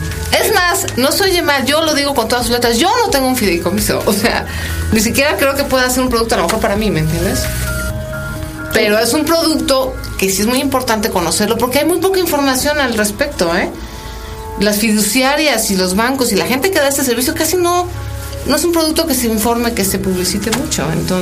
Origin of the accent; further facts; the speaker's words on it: Mexico; Es que somos muchos mexicanos.